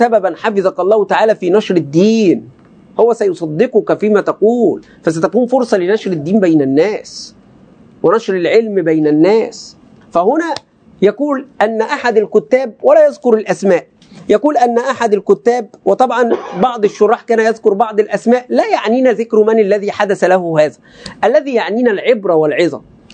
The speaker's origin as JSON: {"language": "Arabic", "country": "Egypt", "said": "كلمة بقى يعني كمصريين وعوام ملازمة"}